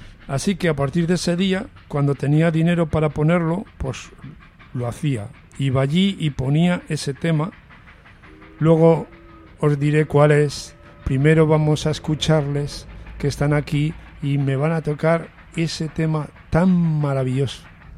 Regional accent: Medina de Pomar, Castile and León, Spain; En mi pueblo, en Medina de Pomar, en la segunda mitad de los años 60

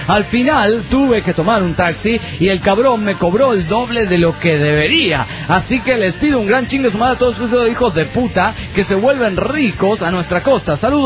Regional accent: Cochabamba, Bolivia; de Cochabamba, Bolivia.

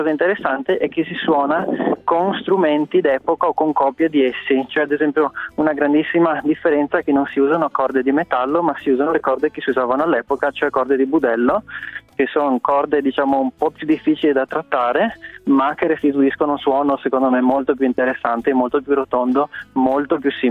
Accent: Treviso, Veneto, Italy; Io sono di Treviso.

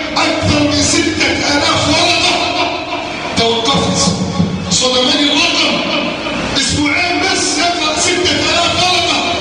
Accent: Egypt; اللهم احفظ بلدنا مصر من كيد الكائدين

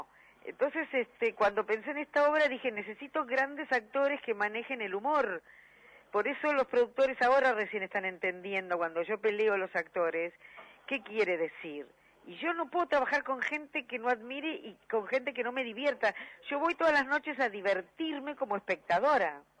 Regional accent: Buenos Aires, Argentina; Yo nací en La Boca, iba a ver las comparsas de La Boca, que eran realmente muy, pero muy imaginativas.

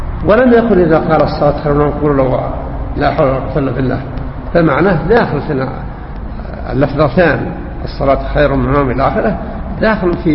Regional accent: Syria; أنا سوري.

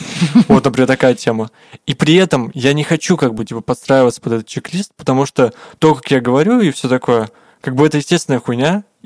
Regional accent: Tura, Krasnoyarsk Krai, Russia; born there

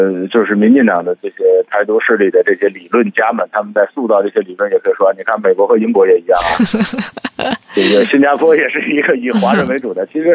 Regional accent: northern China, China; 我是一个北方人，我为什么和广东人和新疆人和西藏人觉得自己是一个国家的？

